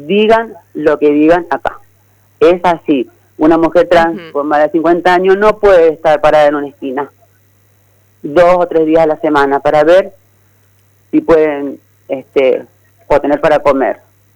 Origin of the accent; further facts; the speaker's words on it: Argentina; incluirnos como civiles, como argentinas que somos